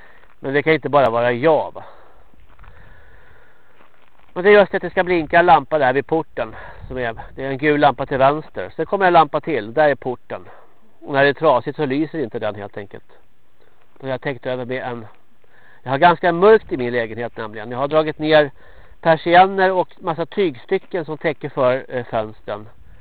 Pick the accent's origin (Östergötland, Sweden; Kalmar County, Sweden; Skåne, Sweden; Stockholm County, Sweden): Stockholm County, Sweden; Stockholm; accent: Standard Swedish; Jag är ju en stockholmare. Men jag bor i alla fall bosatt i Dalarna. Men jag är absolut inte någon dalmas ursprungligen. Och jag är alltså från Stockholm. Talar i rikssvenska.